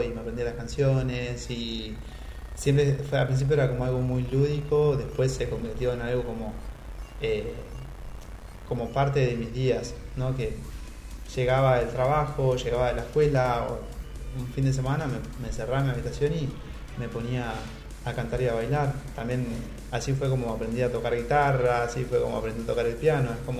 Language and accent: Spanish; Buenos Aires, Argentina; Y yo vivía, crecí toda mi infancia y parte de mi adolescencia, viví en La Boca. Y vivía a 2 cuadras de la cancha de Boca.